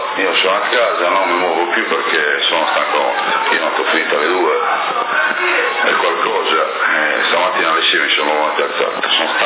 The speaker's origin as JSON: {"language": "Italian", "town": "Porto Torres", "region": "Sardinia", "country": "Italy", "said": "non sono sassarese, sono portorese io."}